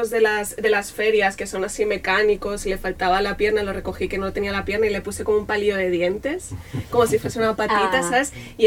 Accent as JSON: {"language": "Spanish", "town": "L'Hospitalet de Llobregat", "region": "Catalonia", "country": "Spain", "tie": "born or raised there", "said": "cuando era pequeña yo vivía en Hospitalet, que es una ciudad que está a 20 minutos del centro de Barcelona"}